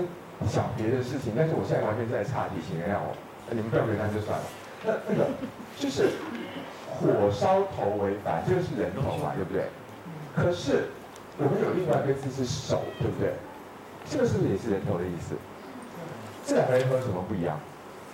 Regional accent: Taiwan; 但是我们台湾人的这无注意汤症的患者是爆多，那你们大陆这边呢？

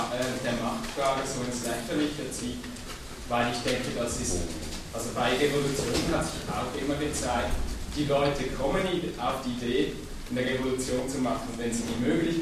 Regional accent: Switzerland; ich komme ja aus der Schweiz

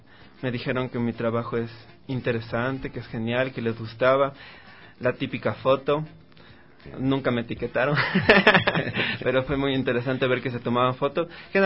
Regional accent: Quito, Pichincha, Ecuador; born there; Nací en Ecuador.

